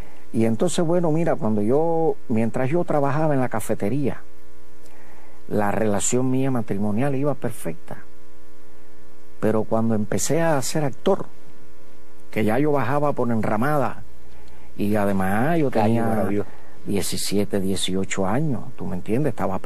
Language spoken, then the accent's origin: Spanish; Santiago de Cuba, Cuba; Yo vine de Santiago de Cuba con un maletín que traía 2 pantalones, 3 camisas y 28 pesos en el bolsillo.